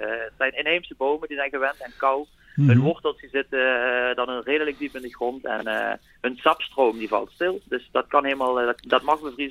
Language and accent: Dutch; Limburg, Netherlands; zelf kom ik uit Limburg